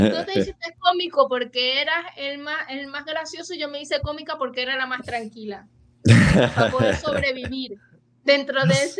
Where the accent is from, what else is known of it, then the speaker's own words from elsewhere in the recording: Ciudad Ojeda, Zulia, Venezuela; Maracaibo es muy famoso, que es la capital. Pero yo soy de un pueblito que se llama Ciudad Ojeda, que es como un pueblo petrolero.